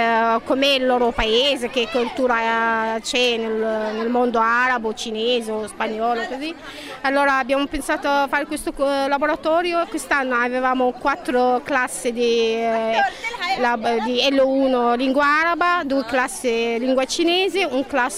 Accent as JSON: {"language": "Italian", "country": "Egypt", "moved": "yes", "lives_now": "Italy", "said": "sono egiziana, sono qua in Italia da 10 anni"}